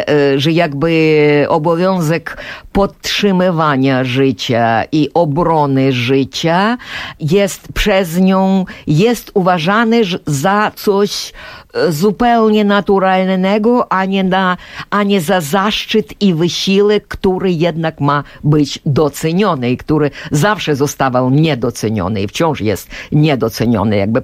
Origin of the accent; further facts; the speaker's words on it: Ukraine; Polish is a second language; bo przecież no wyrostałam jako Ukrainka w tym Sojuszu Sowieckim